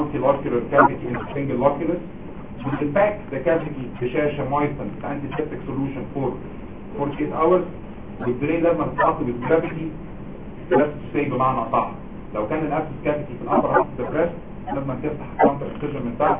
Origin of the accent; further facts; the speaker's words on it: Egypt; بلغتنا احنا كمصريين